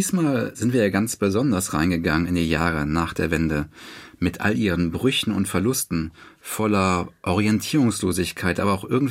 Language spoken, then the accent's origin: German; West Germany, Germany; Vielleicht habe auch ich als Westdeutscher meine, unsere Seite eben als die normale und die da drüben als Jammerer, als Opfer, als Problem gesehen.